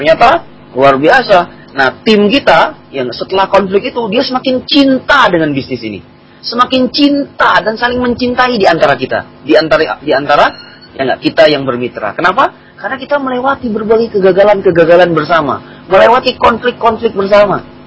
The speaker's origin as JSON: {"language": "Indonesian", "town": "Makassar", "region": "South Sulawesi", "country": "Indonesia", "said": "dia asalnya dari Kalimantan, saya asalnya dari Makassar, kan begitu."}